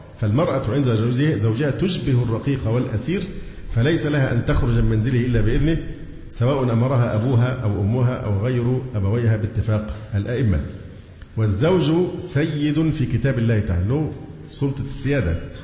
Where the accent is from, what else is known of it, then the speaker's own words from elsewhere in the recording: Egypt; والعنوسة عندنا في مصر أصبحت رقم مذهل مذهل